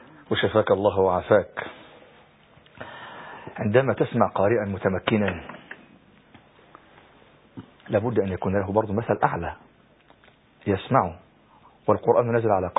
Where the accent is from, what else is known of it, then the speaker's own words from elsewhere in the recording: Egypt; معنى كلام سيادتك إن النوادر أو المواهب عندنا في مصر ندرت وقلت ولا إيه؟